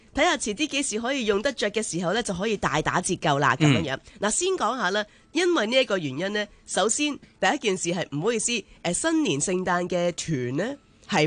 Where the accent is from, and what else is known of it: Hong Kong